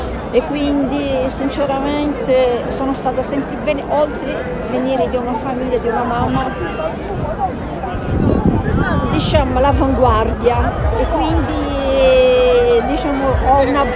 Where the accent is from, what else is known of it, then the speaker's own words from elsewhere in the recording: Brazil; now in Rome, Italy; Abito a Roma, ma sono brasiliana.